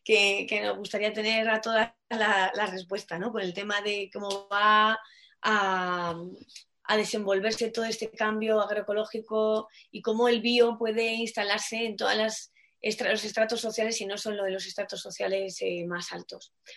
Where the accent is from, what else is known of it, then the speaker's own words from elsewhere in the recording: Madrid, Community of Madrid, Spain; finca ahí en Cáceres, en el norte de Cáceres, y ahí he visto que muchos de mis vecinos aunque soy madrileña